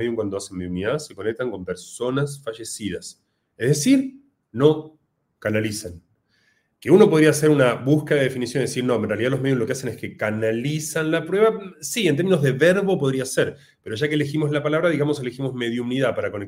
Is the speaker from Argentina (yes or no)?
yes; Argentina; argentino.